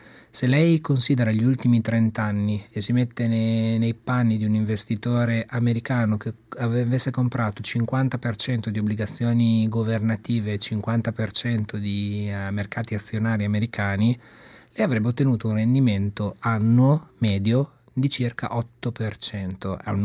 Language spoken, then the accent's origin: Italian; Imola, Emilia-Romagna, Italy